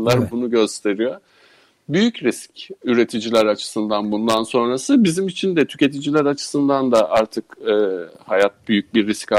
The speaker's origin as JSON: {"language": "Turkish", "region": "Sivas", "country": "Turkey", "said": "Ben Sivaslıyım. Orada da böyle teniniz yanar ayazdan."}